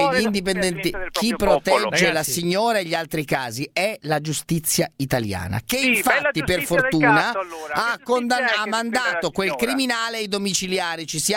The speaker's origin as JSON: {"language": "Italian", "region": "Veneto", "country": "Italy", "said": "so anch'io veneto, cosa vuol dire"}